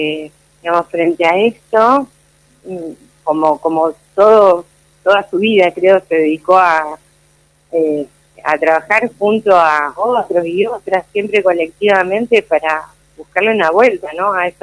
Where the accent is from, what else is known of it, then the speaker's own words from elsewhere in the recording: Entre Ríos, Argentina; yo no viví aquí, soy entrerriana … somos entrerrianos, digamos, y el lugar de donde provengo, donde crecí, a pesar de ser un lugar muy pequeño